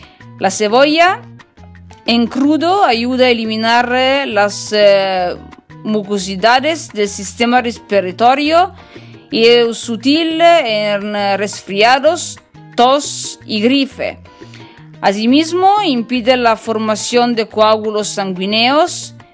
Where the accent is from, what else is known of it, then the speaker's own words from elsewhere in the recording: Piedmont, Italy; Spanish is a second language; yo vengo de Italia, el norte de Italia, en la región del Piemonte